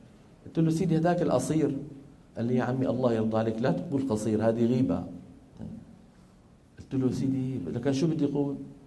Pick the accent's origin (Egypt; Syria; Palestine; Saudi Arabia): Syria; Damascus, Damascus Governorate; لما ينزل إلى دمشق اللي هي مدينتي أنا